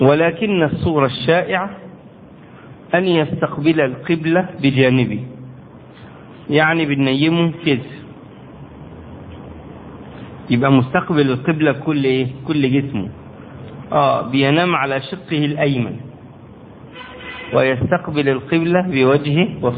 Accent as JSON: {"language": "Arabic", "country": "Egypt", "said": "يعني عندنا في مصر بنعمل كده، الحفرة بتبقى في هذا العمق يعني"}